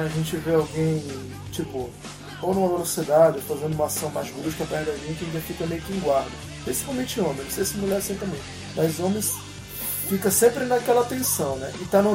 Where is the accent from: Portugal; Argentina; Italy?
Argentina; Só porque eu sou argentino.